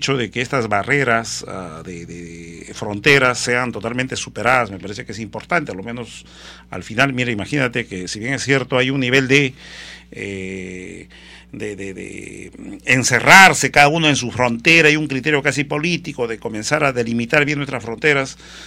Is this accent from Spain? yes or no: no; Peru; se ha vulnerado los derechos que nos corresponde a nosotros como peruanos